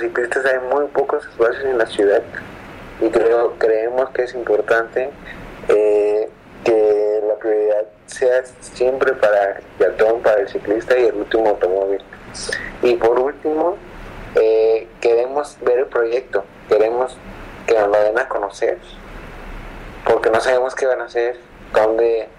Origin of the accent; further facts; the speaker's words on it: Tepic, Nayarit, Mexico; Soy de Tepí